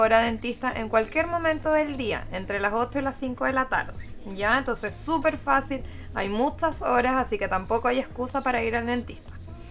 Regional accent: Concepción, Biobío, Chile; born there; Yo nací acá en Concepción.

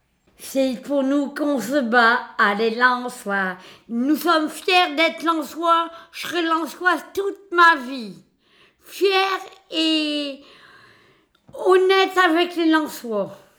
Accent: Hauts-de-France, France; Comme on est du Nord-Pas-de-Calais, le plus grand jeu dans le Nord-Pas-de-Calais, c'est le foot.

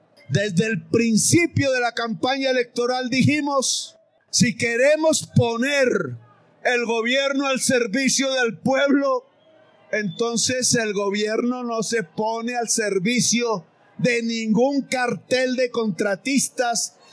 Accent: Córdoba, Colombia; Invítenme a bailar porros en las veredas de mi pueblo campesino de Córdoba.

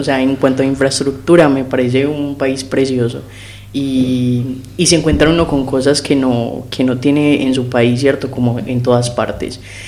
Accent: Medellín, Antioquia, Colombia; transité desde la feminidad a la masculinidad. Y bueno, vengo de Colombia, de Medellín

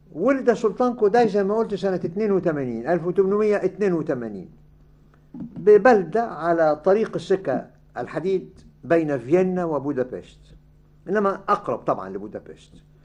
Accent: Egypt; أنا شفته وأنا صغير في مصر يعني

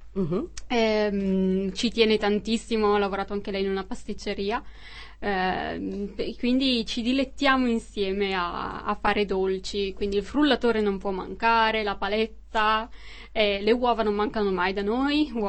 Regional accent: Bergamo, Lombardy, Italy; now in Brussels, Belgium; Sì, vengo da Bergamo.

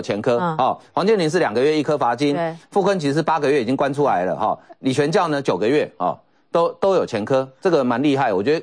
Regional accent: Miaoli County, Taiwan; 这我故乡的县长，这一定要讲一下哈。他苗栗县长八年任内负债增加600多亿

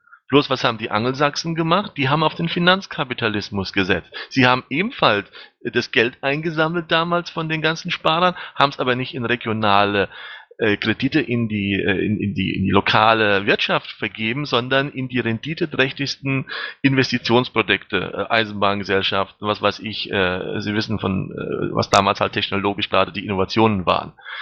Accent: Germany; Sie kommen aus Österreich, ich komme aus Deutschland.

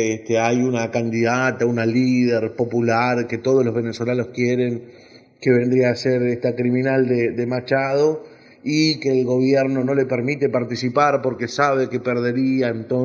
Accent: Argentina; naturalmente, como argentino

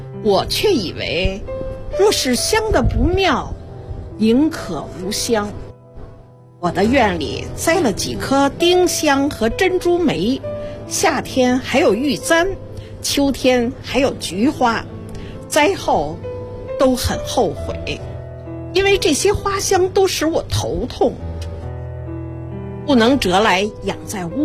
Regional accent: Beijing, China; 从小生活在北京

